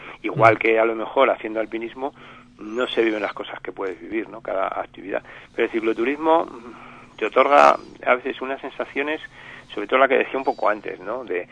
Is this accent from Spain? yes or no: yes; Spain; Yo creo que los españoles somos muy españoles